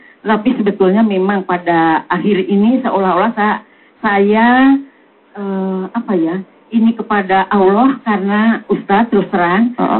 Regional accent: Baleendah, West Java, Indonesia; kami rombongan 65 orang ibu-ibu PKK dari RW 03 Galipawarti, Bale Endah, Kabupaten Bandung.

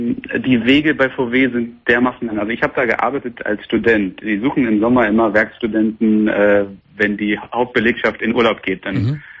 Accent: Wolfsburg, Lower Saxony, Germany; ich rufe an, ich komme aus Wolfsburg.

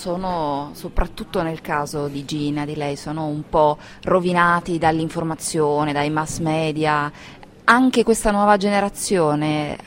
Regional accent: Milan, Lombardy, Italy; Perdonami la domanda da milanese

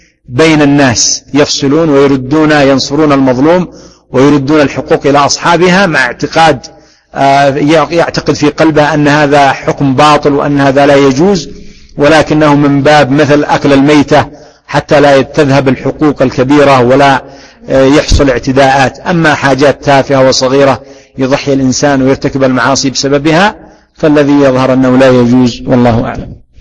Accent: Yemen; وهذا حاصل عندنا في اليمن، ونحن الحمد لله بلد وعندنا بلد إسلامي

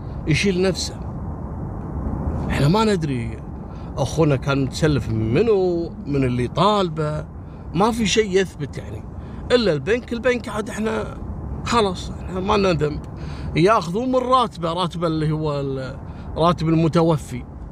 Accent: Kuwait; قصة الليلة حصلت في الكويت عام 94 في محافظة الجهراء عندنا في الكويت

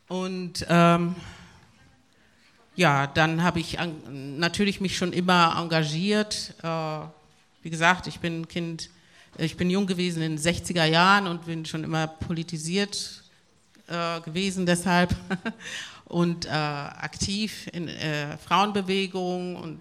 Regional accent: Havana, La Habana, Cuba; born there; first language Spanish; German is a second language; Ich bin in Havanna geboren, Havanna, Kuba, und bin deshalb muttersprachlich Spanisch. Und bin zum Islam konvertiert. Ich bin eine Black Muslim in 1970.

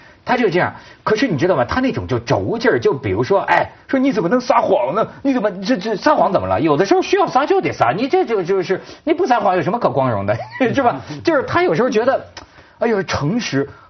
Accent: China

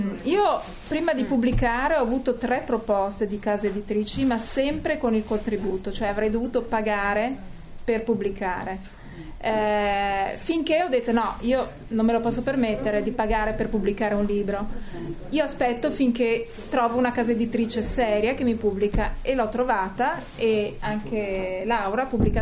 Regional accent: Merano, Trentino-Alto Adige, Italy; Noi siamo di Merano.

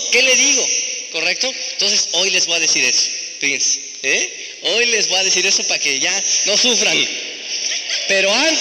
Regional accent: Tenancingo, State of Mexico, Mexico; porque allá de donde yo soy, de Tenancingo, pues eran unos duraznos bien, bien sabrosos

